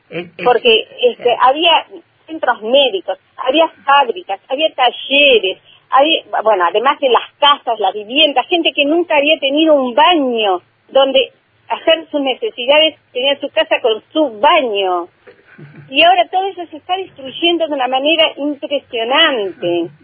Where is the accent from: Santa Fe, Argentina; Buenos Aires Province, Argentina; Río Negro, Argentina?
Río Negro, Argentina; Bariloche; Somos de Bariloche y de Inahuapi, que es otro municipio.